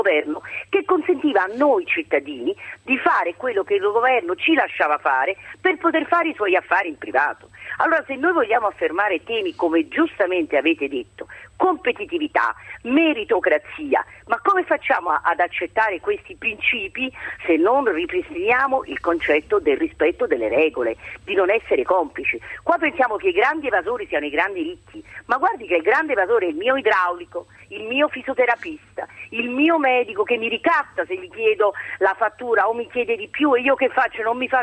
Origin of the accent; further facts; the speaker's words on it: Naples, Campania, Italy; sono dalla provincia di Trieste ma sono napoletana